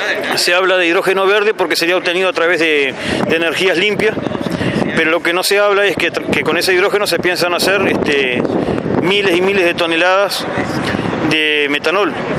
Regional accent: Tambores, Uruguay; yo vengo de Tambores, límite Paysandú con Tacuarembó.

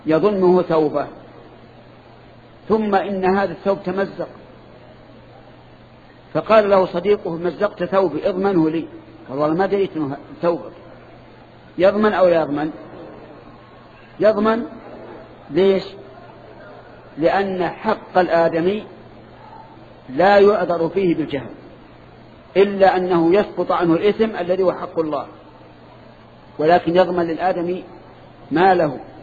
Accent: Saudi Arabia; وأنا سعودي، أنت مصري وأنا سعودي

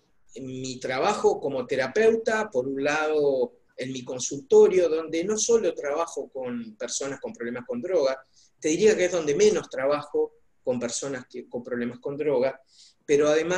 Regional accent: Paysandú, Uruguay; cuando me vine a vivir a mi ciudad natal, a Paysandú

